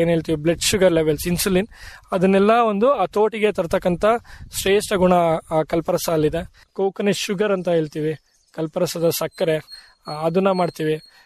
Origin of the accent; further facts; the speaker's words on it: Kargunda, Karnataka, India; So ನಮ್ಮೂರಲ್ಲೇ ಒಂದ್ ಏನೋ ಮಾಡ್ಬೇಕು ನನ್ಗೆ ಅಂತ ಒಂದು ಆಸೆ ಇತ್ತಲ್ಲ.